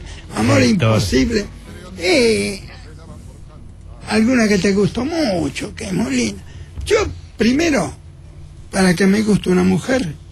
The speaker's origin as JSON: {"language": "Spanish", "region": "Buenos Aires", "country": "Argentina", "said": "Y yo soy de Flores. Flores, después de la Valle, era el barrio que tenía más cine."}